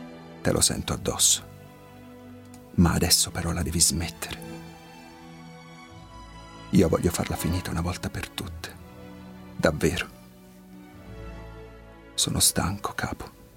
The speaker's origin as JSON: {"language": "Italian", "town": "Naples", "region": "Campania", "country": "Italy", "lives_now": "Apulia, Italy", "said": "Sono napoletano ma vivo in Puglia."}